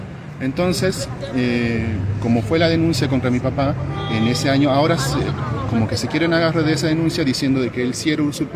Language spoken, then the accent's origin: Spanish; Jujuy, Argentina; soy de la comunidad Turcapacha, mi familia se estableció ahí en lo que se denominaba el margen del río Los Alisos.